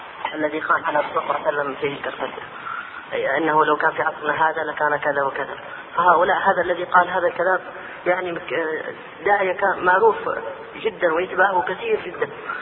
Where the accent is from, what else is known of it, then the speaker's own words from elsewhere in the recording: Hadramaut, Yemen; رجل صوفي عندنا في حضرموت